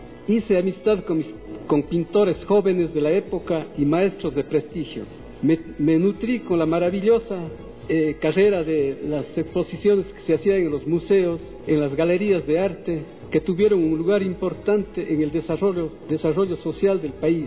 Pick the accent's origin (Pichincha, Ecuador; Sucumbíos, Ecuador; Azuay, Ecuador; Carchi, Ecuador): Azuay, Ecuador; Cuenca; Cuando regresé a mi ciudad natal, Cuenca, fui cargado de experiencias y sueños que me llevaron en Quito